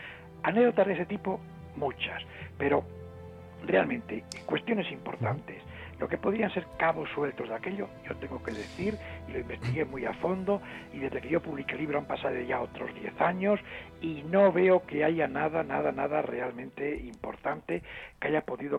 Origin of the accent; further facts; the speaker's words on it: Asturias, Spain; en mi pueblo, en una ciudad pequeña de Asturias